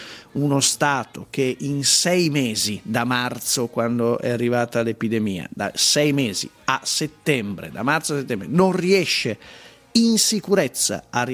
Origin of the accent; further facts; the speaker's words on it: Milan, Lombardy, Italy; vorrei capire se mi conviene da milanese, quindi lombardo, andare in giro